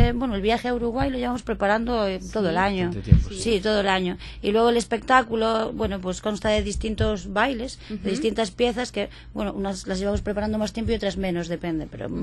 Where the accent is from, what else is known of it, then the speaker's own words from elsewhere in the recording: Galicia, Spain; nosotros somos de Galicia.